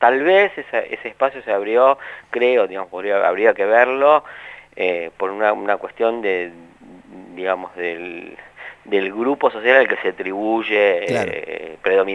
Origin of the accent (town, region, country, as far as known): Argentina